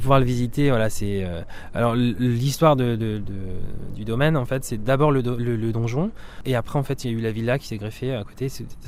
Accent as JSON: {"language": "French", "region": "Normandy", "country": "France", "tie": "born or raised there", "said": "moi, je suis normand d'origine j'ai grandi sur les terres normandes et j'y suis très attaché."}